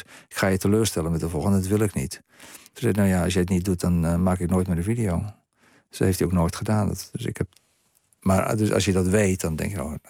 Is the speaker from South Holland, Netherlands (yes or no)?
yes; Strijen, South Holland, Netherlands; born there; En die breng ik allemaal naar het dorp terug waar ik geboren ben in Strijen.